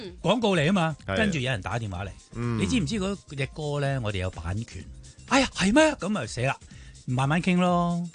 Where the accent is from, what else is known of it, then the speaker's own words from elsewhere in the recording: Guangdong, China; 呢啲就系我哋广东人最 hit